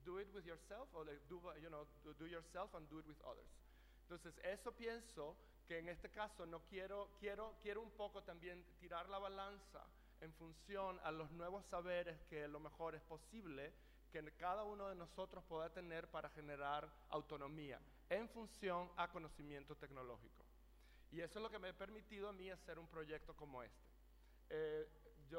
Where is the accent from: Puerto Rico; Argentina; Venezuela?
Venezuela; also born or lived in New York; yo soy de Venezuela y estuve aproximadamente 20 años viviendo en Nueva York como bailarín.